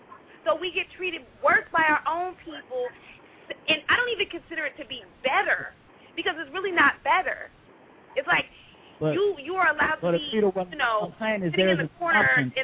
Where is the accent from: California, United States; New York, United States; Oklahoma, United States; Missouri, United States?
California, United States; Los Angeles; I grew up in Los Angeles.